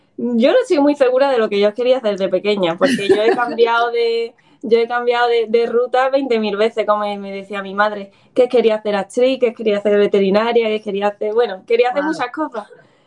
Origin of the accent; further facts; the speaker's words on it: Alhaurín, Andalusia, Spain; yo originalmente soy de Málaga, de Alhaurín